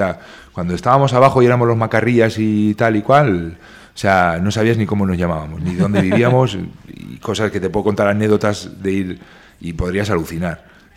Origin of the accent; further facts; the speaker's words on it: Berriozar, Navarre, Spain; Que no, que somos de Berriozar.